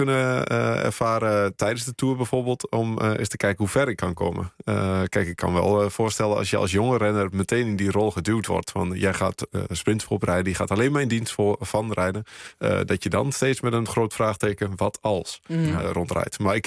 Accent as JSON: {"language": "Dutch", "region": "Overijssel", "country": "Netherlands", "said": "Omdat ik uit Twente kom"}